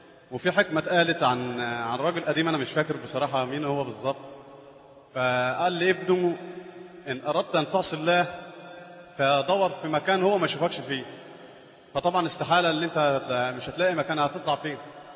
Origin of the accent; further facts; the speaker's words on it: Egypt; يعني أنا مصري أول مرة أجي هنا